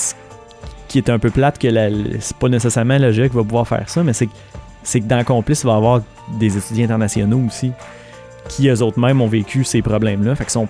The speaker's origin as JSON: {"language": "French", "region": "Quebec", "country": "Canada", "said": "en tant que Québécois natif"}